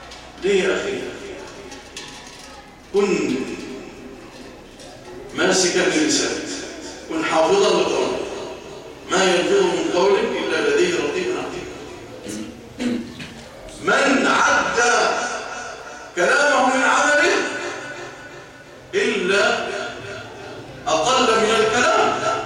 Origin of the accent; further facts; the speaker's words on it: Egypt; اللهم اجعل بلادنا مصر أمانا رخاء